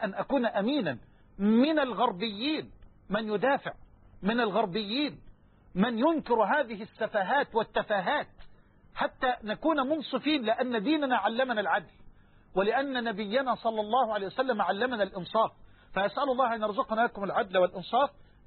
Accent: Dumuh, Dakahlia, Egypt; نشأنا سويا في قريتنا المتواضعة دموه وترعرعنا معا

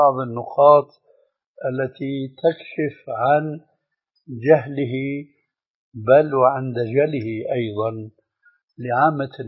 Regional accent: Syria; والله هذا يعني في عبارة عندنا في سوريا تقال نجبله

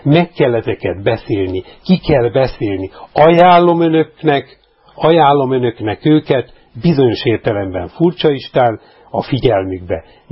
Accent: Hungary; moved away; a szülőhazámba még turistaként sem engedett haza

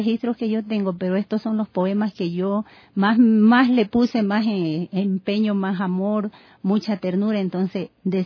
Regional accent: Quevedo, Los Ríos, Ecuador; yo escribí este libro en mi provincia, en Quevedo. Yo soy de Quevedo. ¿Ya? Y tengo mi familia ahí, hijos, esposos.

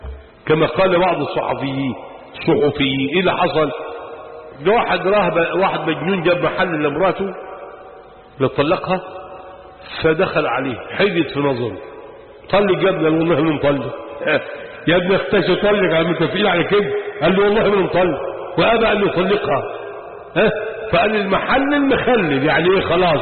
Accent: Sharqia Governorate, Egypt; يا عم باكل بس انا راجل شرقاوي

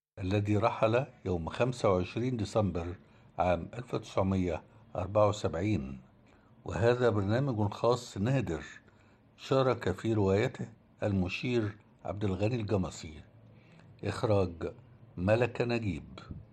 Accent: Egypt; نحتفي الآن بذكرى عزيزة على قلوبنا جميعا كمصريين

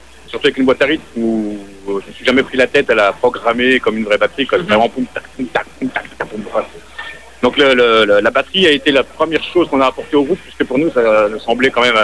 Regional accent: Montceau-les-Mines, Bourgogne-Franche-Comté, France; Alors, on vient de Montceau-les-Mines, justement. Donc, c'est dans le centre de la France, c'est entre Lyon et Dijon. Voilà, centre-est.

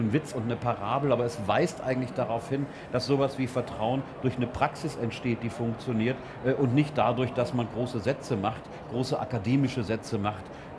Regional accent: Gelsenkirchen, North Rhine-Westphalia, Germany; In meiner Jugend in Gelsenkirchen gelebt

